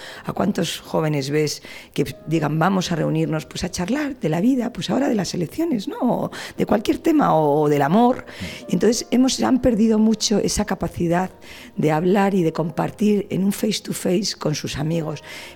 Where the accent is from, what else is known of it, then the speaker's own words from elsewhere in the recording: Valladolid, Castile and León, Spain; Yo soy de Valladolid, a mí me encanta ir al campo